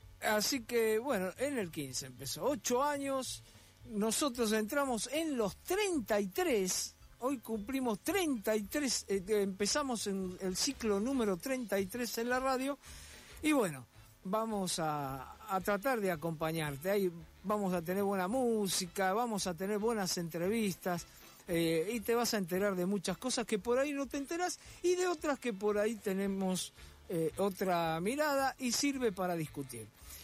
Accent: Buenos Aires, Argentina; como porteño, a mí me hubiera gustado que hubiera hablado más de la Ciudad de Buenos Aires

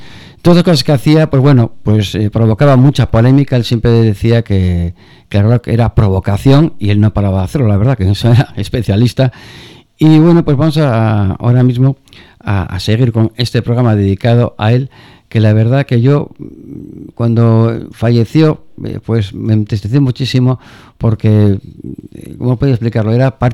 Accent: Gijón, Asturias, Spain; Y que somos de Gijón y tal, bueno.

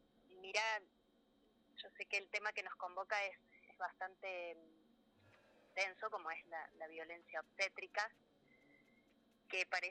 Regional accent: Córdoba, Argentina; yo vivo hace ya 20 años en Huerta, soy bien cordobesa, pero vivo en Huerta Grande hace 20.

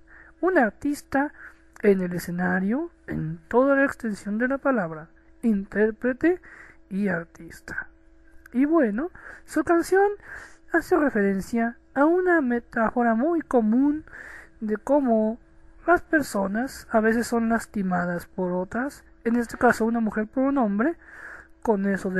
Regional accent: Mexico; de México, el cóndor de Latinoamérica

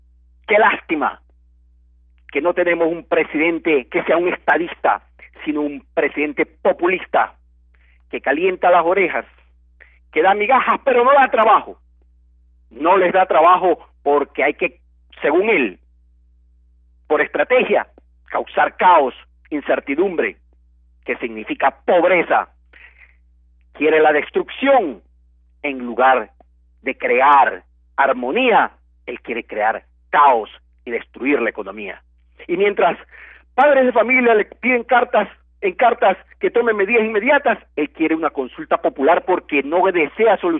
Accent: Ecuador; Los dueños somos todos los ecuatorianos

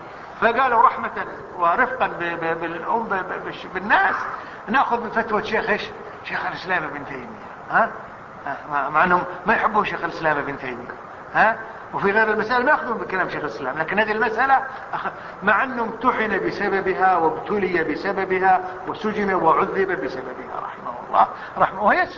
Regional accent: Kuwait; حتى عندنا في الكويت

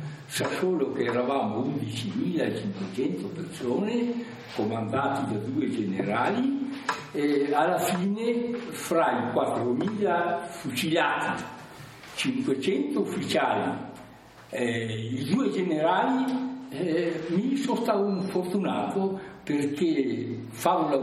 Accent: Trentino-Alto Adige, Italy; un trentino dell'Alto Adige

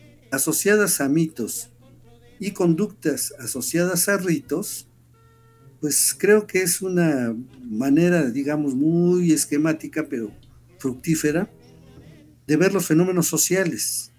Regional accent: Mexico; la narración que hemos construido de que somos mexicanos, cómo es que somos mexicanos

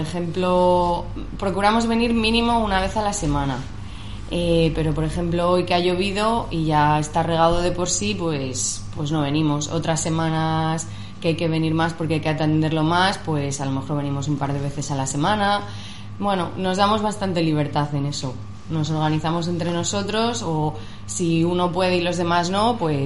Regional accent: Madrid, Community of Madrid, Spain; now in Valencia, Spain; soy de profesión neuropsicóloga, soy de Madrid y vine a vivir a Valencia hace un par de años.

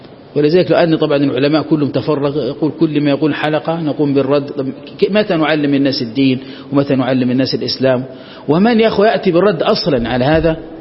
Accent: Egypt; هو أعلم واحد عندنا في مصر

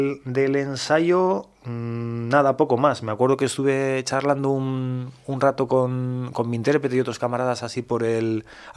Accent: Basque Country, Spain; Pues tengo que decir que no me la sé en castellano, porque yo soy vasco

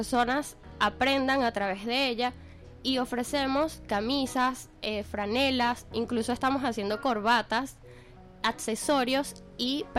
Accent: Venezuela; conecta a las personas con nuestras raíces ancestrales como venezolanos

